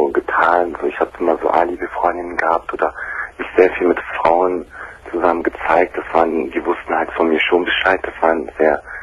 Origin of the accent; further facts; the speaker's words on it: Germany; born there; Ich bin auch hier in Deutschland geboren.